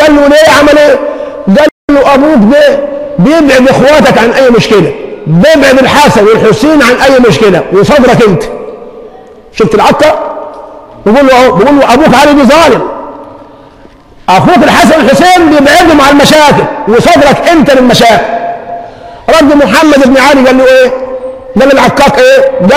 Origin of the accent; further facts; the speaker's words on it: Egypt; ما احنا مشكلتنا كمصريين عندنا مثالية